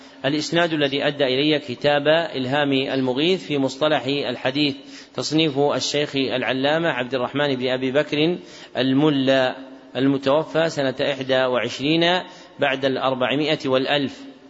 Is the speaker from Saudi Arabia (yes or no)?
yes; Najd, Saudi Arabia; منهم من أهل بلدنا نجد